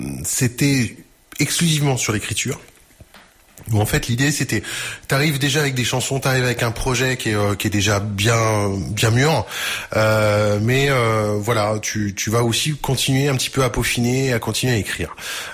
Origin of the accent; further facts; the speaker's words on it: Neuville-aux-Bois, Centre-Val de Loire, France; Je suis de Neuville-aux-Bois.